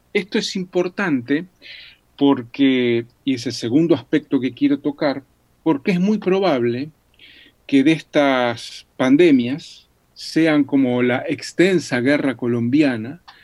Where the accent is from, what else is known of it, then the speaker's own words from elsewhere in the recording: Uruguay; como en mi país, Uruguay